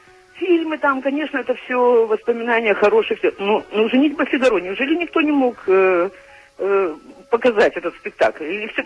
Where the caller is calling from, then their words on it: Chișinău, Moldova; у нас все не так поздно, как в Москве, потому что я вам звоню из Кишинева, но тоже поздно.